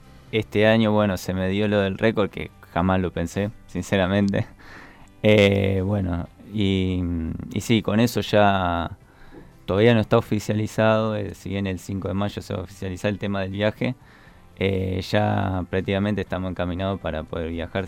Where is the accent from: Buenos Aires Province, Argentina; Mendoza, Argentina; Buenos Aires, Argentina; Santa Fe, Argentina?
Santa Fe, Argentina; Rosario; Somos dos rosarinos